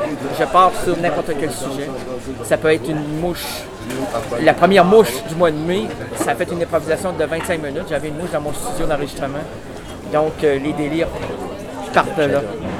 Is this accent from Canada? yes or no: yes; Quebec City, Quebec, Canada; Moi, je viens de Québec.